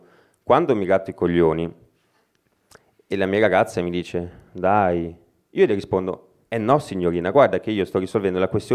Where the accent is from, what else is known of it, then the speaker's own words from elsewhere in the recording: Milan, Lombardy, Italy; sono di Milano.